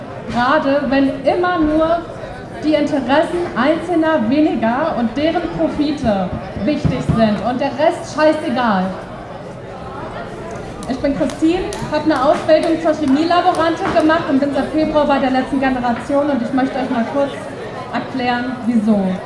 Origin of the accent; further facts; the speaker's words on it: Berlin, Germany; Ich wünschte, ich hätte so eine coole Nachbarschaft, aber ich komme aus Lichtenberg.